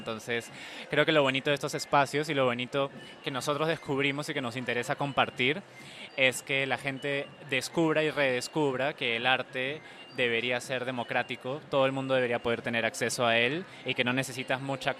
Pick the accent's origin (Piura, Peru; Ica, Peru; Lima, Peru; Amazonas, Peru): Lima, Peru; Yo soy de Perú, yo soy de Lima